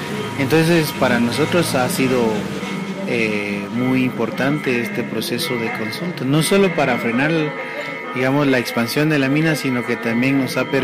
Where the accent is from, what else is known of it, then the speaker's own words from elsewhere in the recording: Guatemala; Yo vengo de Guatemala, del Consejo de Pueblos Mayas de Guatemala.